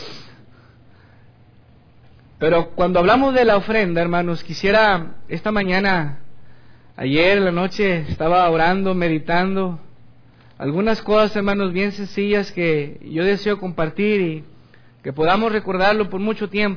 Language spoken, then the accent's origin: Spanish; Guadalupe, Nuevo León, Mexico; Yo siempre digo que soy de Guadalupe. ¿Amén, hermanos? Soy de Guadalupe, no soy de Monterrey.